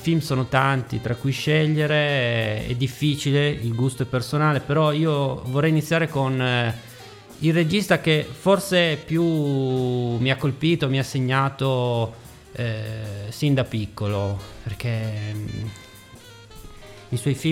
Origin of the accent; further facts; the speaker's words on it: Turin, Piedmont, Italy; born there; now in Ivrea, Italy; sono nato a Torino, abito Ivrea da alcuni anni